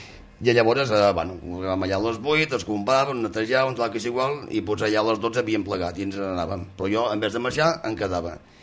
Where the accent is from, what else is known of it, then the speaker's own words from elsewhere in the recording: Girona, Catalonia, Spain; also born or lived in Colera; vaig ser batejat a la catedral de Girona i la meva infantesa va transcorrer entre Colera i Girona. Ja fins quan vaig ser més grandet que ja ens van quedar a Girona.